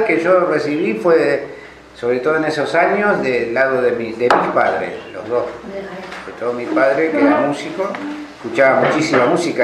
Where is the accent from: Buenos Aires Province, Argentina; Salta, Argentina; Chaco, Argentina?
Buenos Aires Province, Argentina; Morón; born there; now in Bariloche, Argentina; No, nací en Buenos Aires, en Morón. Y vine en el año 69.